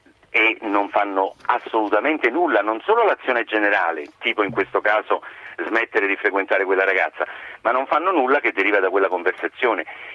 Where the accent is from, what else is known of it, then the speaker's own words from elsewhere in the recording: Naples, Campania, Italy; come napoletani siamo leggermente più bravi